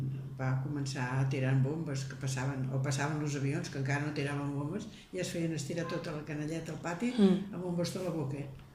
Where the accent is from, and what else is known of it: Valls, Catalonia, Spain; born there